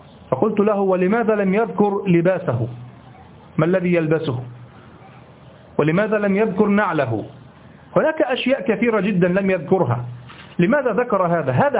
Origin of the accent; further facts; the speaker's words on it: Egypt; الذي يسمى عندنا في مصر الهباب